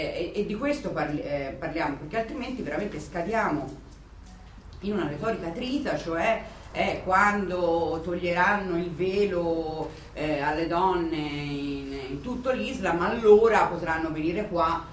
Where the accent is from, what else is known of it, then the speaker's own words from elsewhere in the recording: Tuscany, Italy; sono nemmeno campanilista pur essendo toscana